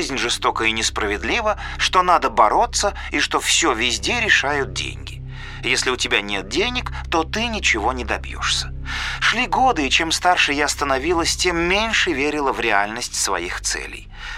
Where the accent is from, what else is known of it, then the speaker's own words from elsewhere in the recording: Kyrgyzstan; now in Russia; Я родилась и выросла в Киргизии. Почти 2 года назад мы переехали в Россию в поисках лучшей жизни.